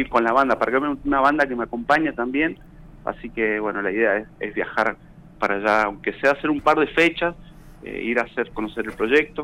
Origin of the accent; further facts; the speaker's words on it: Mendoza, Argentina; moved away as an adult; now in Buenos Aires, Argentina; Sí, vivo en Capital, vivo en Mataderos, tengo 45 años. Hace 11 años que me vine de Mendoza acá a Buenos Aires y, bueno, como te digo, la historia fue, como venía de un pueblito muy muy chiquito